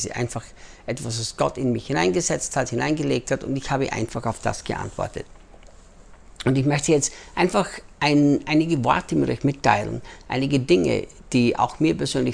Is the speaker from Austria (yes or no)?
yes; Austria; moved away as an adult; also born or lived in United States; now in Brazil; ich bin Österreicher, in Österreich geboren, Österreich aufgewachsen, lebte dann 10 Jahre in den Vereinigten Staaten, arbeitete bei Morningstar Ministries mit Rick Chonamit und lebe seit 8 Jahren jetzt, fast 9 Jahren schon hier in Brasilien